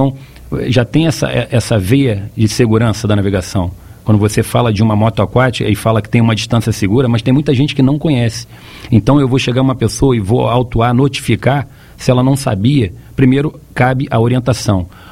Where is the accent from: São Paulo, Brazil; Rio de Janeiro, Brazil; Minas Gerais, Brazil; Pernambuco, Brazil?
Rio de Janeiro, Brazil; Pelo meu sotaque, todos já sabem que eu não sou de Santa Catarina.